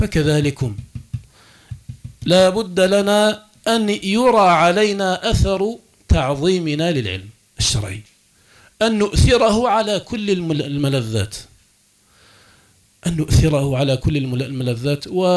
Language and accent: Arabic; Algeria; حياتنا اليوم في بلادنا الجزائر المحروسة بالله